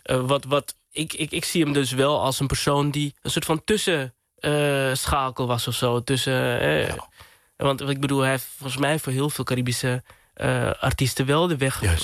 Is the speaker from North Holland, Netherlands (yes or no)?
yes; Amsterdam, North Holland, Netherlands; Ik ben geboren getogen in Amsterdam.